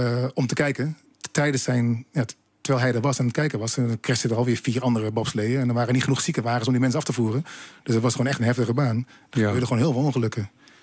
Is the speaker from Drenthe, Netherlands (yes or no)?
yes; Assen, Drenthe, Netherlands; Ik kom uit Assen-Oost en ik ben dan nooit op vakantie geweest.